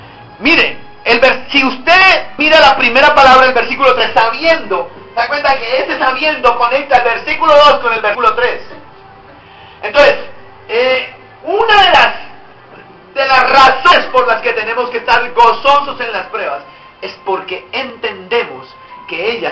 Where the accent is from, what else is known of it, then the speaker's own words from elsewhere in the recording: Puerto Colombia, Atlántico, Colombia; Yo fui criado allá en Puerto Colombia.